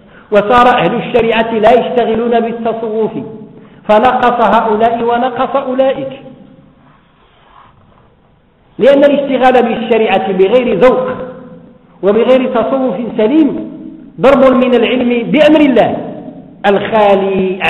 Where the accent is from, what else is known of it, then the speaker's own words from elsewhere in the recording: Morocco; الآن عندنا في المغرب والحمد لله رمضان، كل الناس يصومون